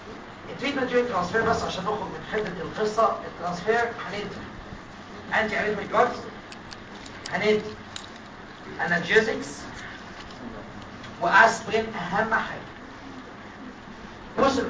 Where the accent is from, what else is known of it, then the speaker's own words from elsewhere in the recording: Egypt; now in United States; قلت لهم اولاد الكلب عشان انا مصري